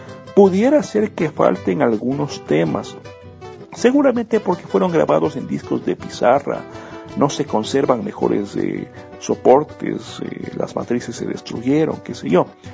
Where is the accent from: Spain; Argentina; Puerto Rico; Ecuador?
Ecuador; quizá porque soy de Ecuador, porque me gusta el género